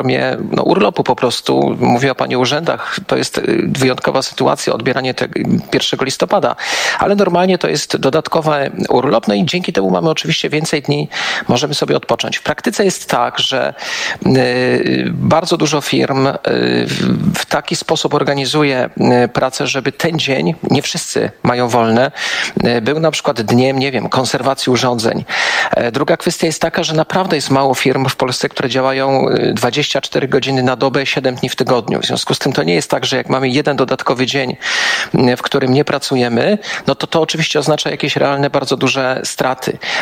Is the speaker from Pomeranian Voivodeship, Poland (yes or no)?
no; Kraków, Lesser Poland, Poland; Ja jestem krakowianinem, mieszkam od wielu, wielu lat, tak połowę tygodnia w Krakowie, połowę w Warszawie, ale akurat w tej chwili jestem w Krakowie.